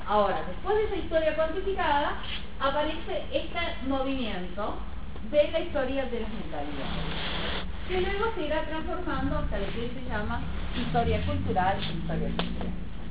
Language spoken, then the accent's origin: Spanish; Argentina; Y cuando digo con nosotros como argentinos.